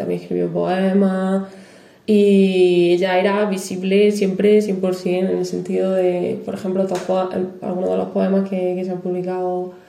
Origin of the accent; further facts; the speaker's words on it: Cabra, Andalusia, Spain; now in Granada, Spain; yo que vengo de un pueblecillo de Córdoba, lo noto también, ¿no? Lo que yo he visto, he vivido allí en Cabra, es diferente también a lo que se aprende aquí en Granada